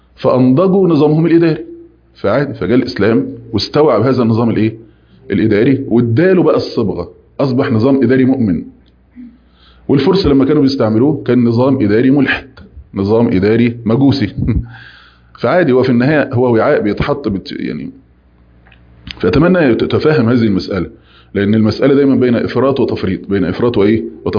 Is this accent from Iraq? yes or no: no; Egypt; يعني لو احنا مثلا كمصريين قبل ما يجي